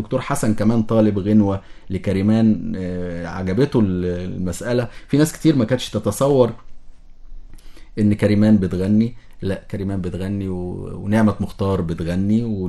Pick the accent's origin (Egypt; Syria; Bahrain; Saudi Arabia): Egypt; لان الشعب مختلف عندنا في مصر ما بين الفلاحي والصعيدي